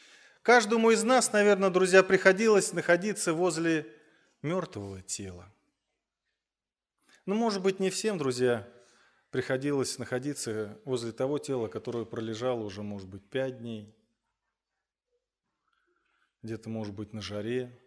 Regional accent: Voronezh, Voronezh Oblast, Russia; переехал обратно в родной город, город Воронеж.

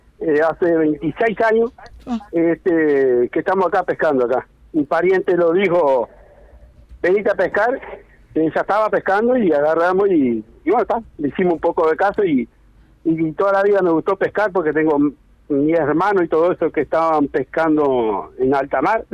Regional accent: Libertad, San José, Uruguay; now in Kiyú, Uruguay; Yo soy de Libertad. Y de Libertad me trasladé para Quillú acá.

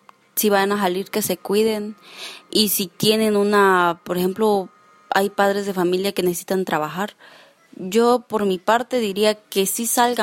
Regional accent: Chicomuselo, Chiapas, Mexico; Pues de barrio Vado Ancho, municipio de Chicumocelo, Chiapas.

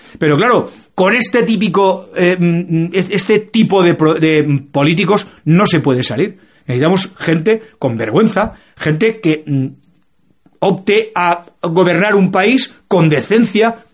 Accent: Spain; que soy un trabajador español

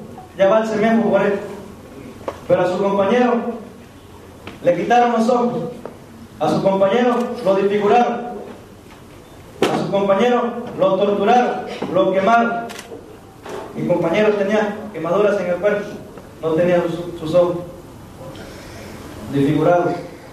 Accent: Mexico; Pero gozamos como ciudadanos mexicanos de tener unas autoridades cómplices

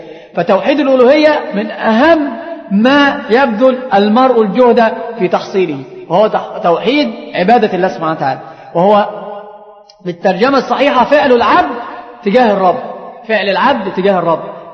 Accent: Egypt; عندنا في مصر هذه الأمور منتشرة جدا

